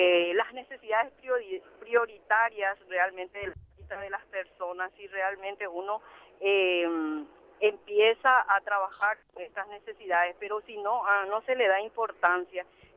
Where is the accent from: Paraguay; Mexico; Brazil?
Paraguay; ya no somos todos paisanos, somos todos paraguayos.